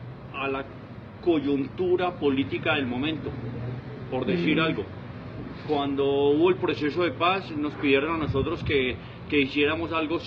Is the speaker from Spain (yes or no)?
no; Bogotá, Colombia; Primero que todo porque vivo en Fontibón, soy de Fontibón y desplazarme queda muy difícil.